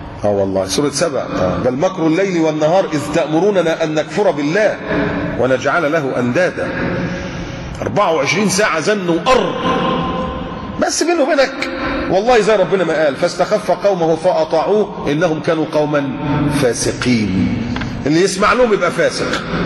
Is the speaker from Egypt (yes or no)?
yes; Egypt; moved away; عارف المشروع عندنا في مصر، في بلادنا، المشروع ب 14 راكب السيرفيس ده، او ساعات اللي كان قبل انا ما امشي من